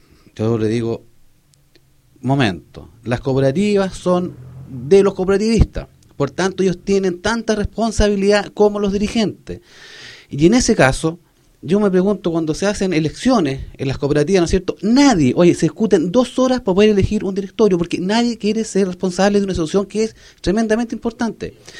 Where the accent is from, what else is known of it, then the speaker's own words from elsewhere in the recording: Vallehermoso, Canary Islands, Spain; yo soy de Vallehermoso, he sido criado, nacido en Vallehermoso